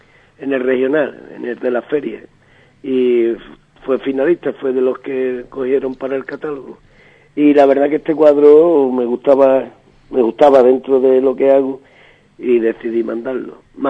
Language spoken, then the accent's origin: Spanish; Andalusia, Spain; Eso nos dijo el jurado, que los tres somos gaditanos